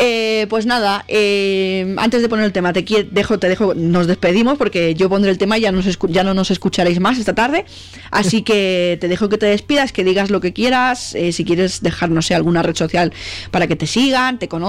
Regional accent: Catalonia, Spain; yo soy de Cataluña y le pasa lo mismo a las bandas de aquí de metal que cantan en catalán.

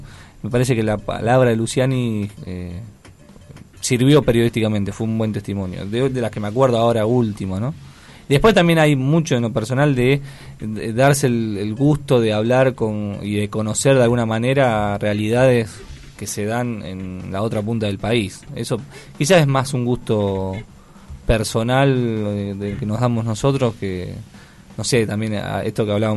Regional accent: Argentina; que somos todos argentinos, pero estamos muchas veces tan desconectados

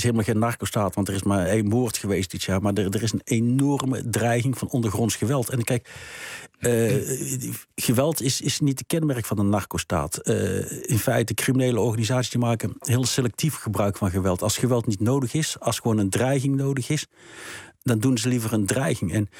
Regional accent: North Brabant, Netherlands; Kijk, Brabant is natuurlijk een geval apart. Ik ben zelf Brabander.

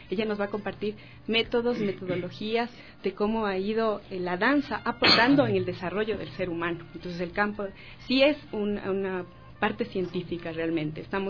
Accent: Ecuador; empezar como ecuatorianos a caminar en este proceso

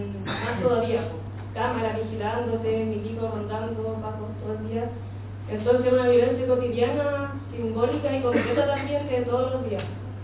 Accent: Temuco, Araucanía, Chile; vengo de Temuco.

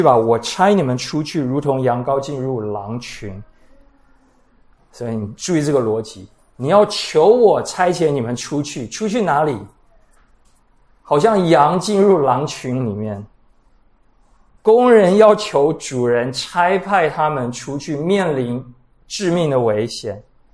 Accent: Taiwan; 我们台湾人太注重礼尚往来

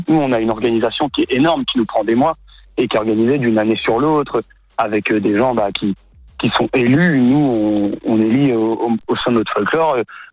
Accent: France; now in Liège, Belgium; Moi je suis français, je suis étudiant à Liège.

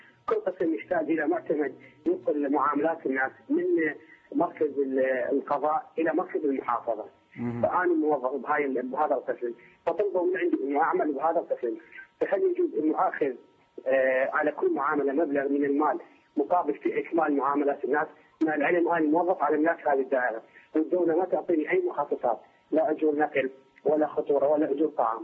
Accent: Iraq; من العراق يا شيخ

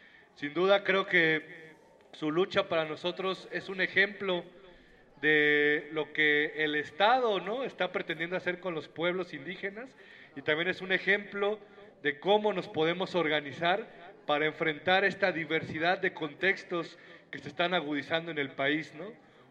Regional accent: Oaxaca, Mexico; Allá de donde vengo, en la región del Istmo, como dicen aquí

